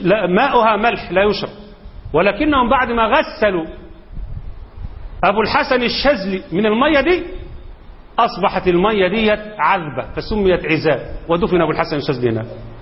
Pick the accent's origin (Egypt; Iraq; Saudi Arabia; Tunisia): Egypt; سواء كان عندنا في مصر ولا في السعوديه ولا في اي دوله